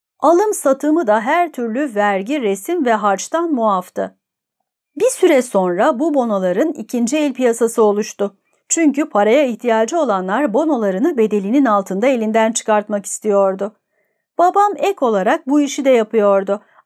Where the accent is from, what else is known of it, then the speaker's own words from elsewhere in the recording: Gaziantep, Turkey; Sanıyorum aile Ağustos sonu Eylül başı gibi Gaziantep'e taşınıyor. Yani Gaziantep'e taşındığımızda ben henüz 4 aylık bir bebeğim.